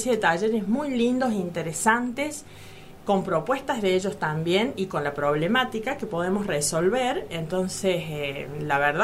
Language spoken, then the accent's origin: Spanish; Las Rabonas, Córdoba, Argentina; tengo 52 años y bueno, soy de Las Rabonas, nativa del lugar